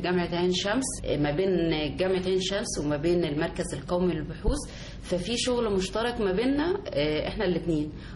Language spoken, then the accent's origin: Arabic; Egypt; وأنا كأم مصرية يعني أنا زي أي أم مصرية